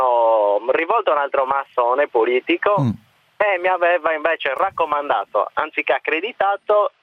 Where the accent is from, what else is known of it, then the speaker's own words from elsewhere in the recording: Cagliari, Sardinia, Italy; Anticipo subito che io sono di Cagliari